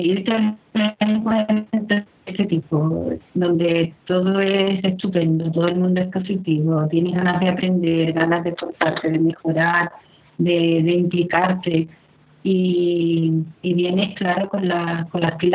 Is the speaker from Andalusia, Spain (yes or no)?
yes; Andalusia, Spain; Yo soy andaluz, andaluz, andaluz.